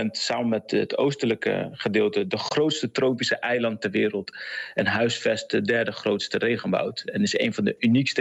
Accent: West Papua, Indonesia; En het westelijk gedeelte waar ik vandaan kom, heet vandaag West-Papua, maar heette 60 jaar geleden Nederlands Nieuw-Guinea.

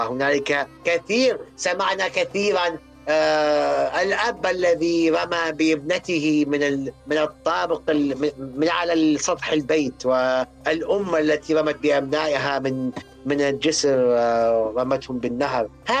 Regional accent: Iraq; ما يسمى عندنا بالعراق الطشة

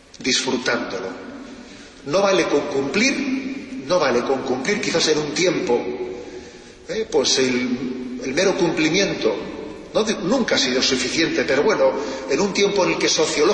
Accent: Basque Country, Spain; estoy pensando ahora en mi tierra, cuando alguien corta con su tradición, es como un árbol que corta con sus raíces, que se seca. Es verdad, ¿eh? Se habla mucho de ETA

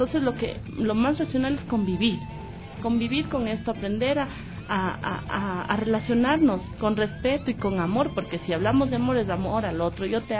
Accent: Ecuador; born there; Yo soy ecuatoriana porque mis papás me tuvieron aquí.

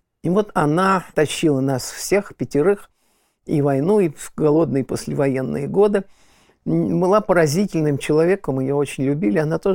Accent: Volokolamsk, Moscow Oblast, Russia; born there; И когда я родился в Волоколамске, Московской области

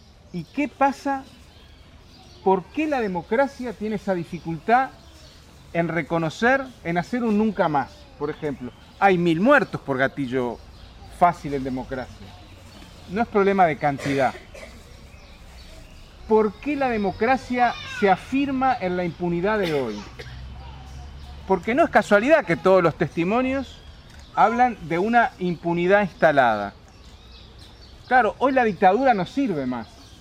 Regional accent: Uruguay; moved away; Yo fui exiliado, soy uruguayo

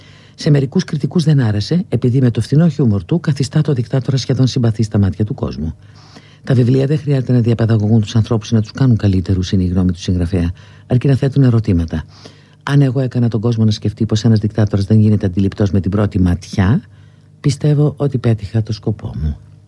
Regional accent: Greece; born there; Δεν το παίζω κάτι όξο, εδώ γεννήθηκα, σε αυτό το χώρο γεννήθηκα, στην Ελλάδα, αλλά δεν είμαι και να κοιτάω και προς την Ανατολή, έτσι δεν είμαι.

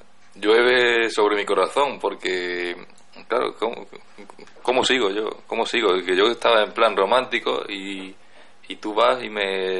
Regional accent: Andalusia, Spain; No sé si soy exagerado, pero bueno, como soy andaluz, pues me lo puedo permitir.

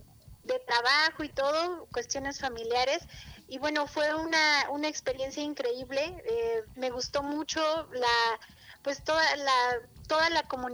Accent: Taxco, Guerrero, Mexico; una comunidad rural ahí cerca de Taxco, que es de donde yo soy originaria.

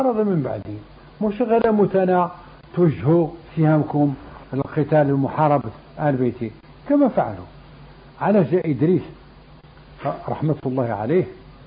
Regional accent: Morocco; لكن جاب الله حنا مغاربة

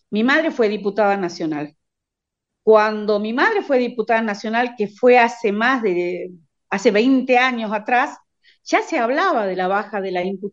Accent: Jujuy, Argentina; Si vos me preguntás cuál es la situación en mi provincia, o sea, en Jujuy

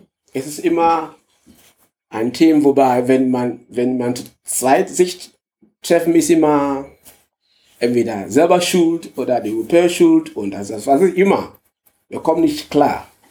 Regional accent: Ghana; German is a second language; moved away as an adult; now in Germany; Ich komme aus Ghana. Ich bin seit 2008 in Deutschland gekommen.

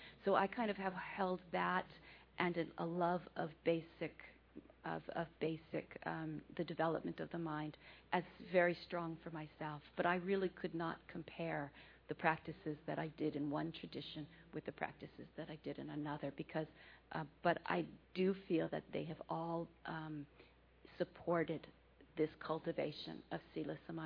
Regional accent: United States; Well, I'm an American, so you know we have a lot of influences here.

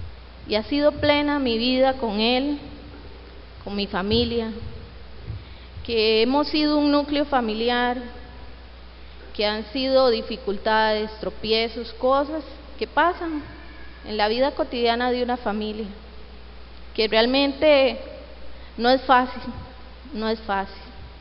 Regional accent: San José, Costa Rica; now in Grecia, Costa Rica; Les comento que yo soy de San José. Ahí nací, ahí viví gran parte de mi vida, la mayoría. Hasta hace poco fue que me trajeron para Grecia

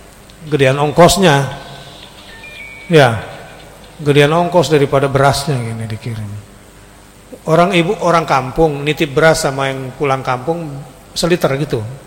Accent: Indonesia; Kita orang Indonesia

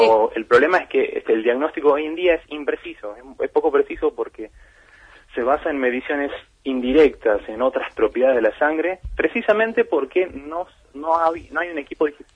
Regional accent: Tucumán, Argentina; moved away as an adult; now in Bariloche, Argentina; yo soy tucumano, estudié los primeros años de mi carrera en Tucumán y en el tercer año me vine a Bariloche.

